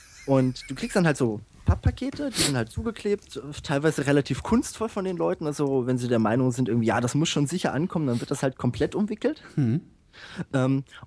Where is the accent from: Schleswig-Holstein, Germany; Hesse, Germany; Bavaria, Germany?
Hesse, Germany; Bad Hersfeld; ich komme ursprünglich aus Bad Hersfeld.